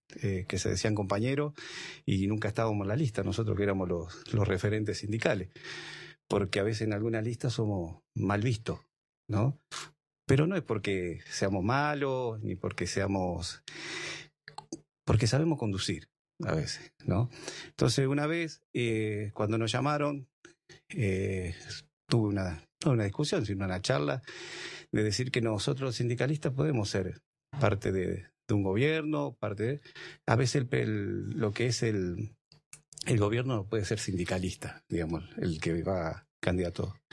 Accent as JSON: {"language": "Spanish", "region": "Santa Fe", "country": "Argentina", "moved": "yes", "said": "Entonces yo cuando vine en el 2003, soy de Santa Fe, vine en el 2003"}